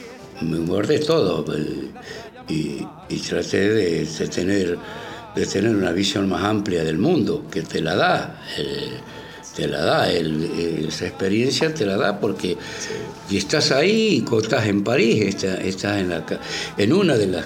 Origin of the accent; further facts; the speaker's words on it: Argentina; Porque a nosotros nos criaron como la Argentina potencia y que somos los mejores del mundo.